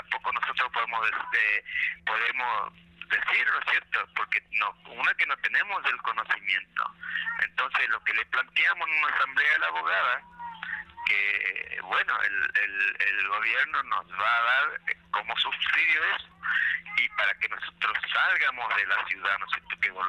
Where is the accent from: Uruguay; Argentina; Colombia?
Argentina; Misiones; porque somos argentinos. Somos misioneros, pero somos argentinos